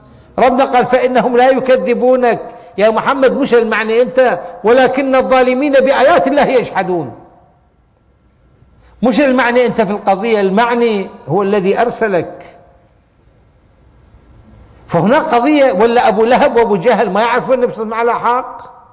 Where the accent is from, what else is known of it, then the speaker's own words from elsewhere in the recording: Iraq; عندنا بالعراق يقول لك اسم الله يابا